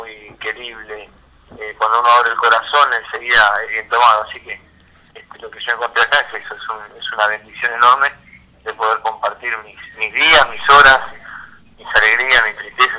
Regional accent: Buenos Aires, Argentina; yo soy de la República de Mataderos y pensé que no había lugar igual, y bueno, descubrí que el Bajo Flores tiene algo por lo menos muy muy similar del lugar donde yo me crié toda mi vida

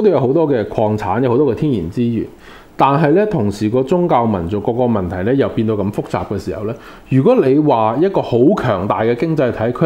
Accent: China; 我是一個中國人，我認為香港是一個中國的地方，所以我仍然是用我自己中國人的視角去看回中國的歷史和未來。

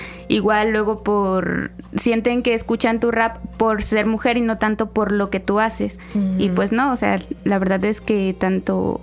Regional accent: Buenavista, Veracruz, Mexico; now in Xalapa, Mexico; Soy de Buenavista, en el municipio de Tlaltetela, Veracruz.

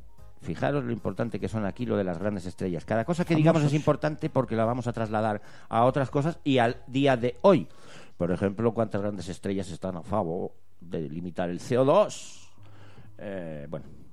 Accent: Bilbao, Basque Country, Spain; que somos de Bilbao.

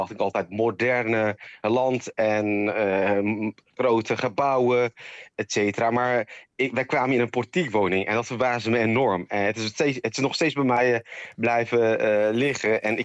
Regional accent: Bursa, Turkey; Dutch is a second language; now in Netherlands; En ik kom zelf uit Bursa, een grote, moderne stad.

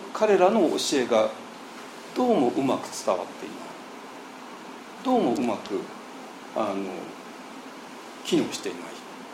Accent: Ota, Tokyo, Japan; moved away as an adult; 東京で生まれちゃったんですよ。私東京の大田区で生まれたんですけどね。

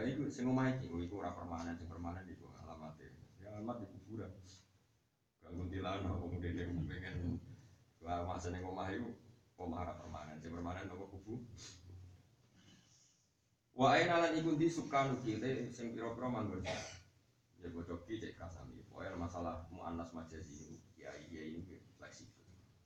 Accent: Java, Indonesia; kita kan orang Jawa, ya ini orang Jawa

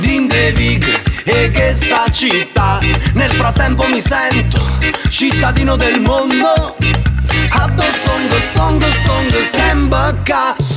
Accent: Naples, Campania, Italy; accent: Neapolitan; sono napoletana, giro per il mondo, riconosco i miei fratelli dall'accento napoletana, questa è la mia identità, sono nato proprio qua

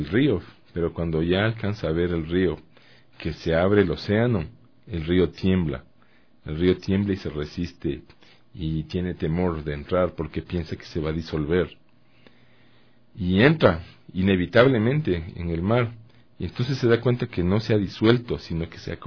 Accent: Guatemala; yo viví 10 años, toda mi infancia en Guatemala, de donde era mi papá.

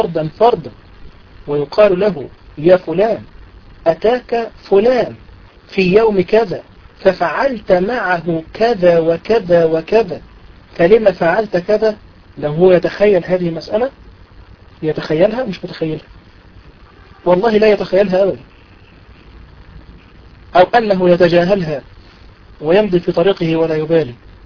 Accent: Egypt; دي من الأمثلة المشهورة عندنا في مصر

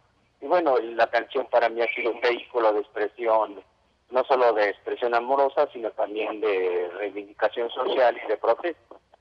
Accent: Nezahualcóyotl, State of Mexico, Mexico; Pues soy un ajolote de Nesa. Nací en Nesa … Pues crecí, nací y crecí en Nesa.

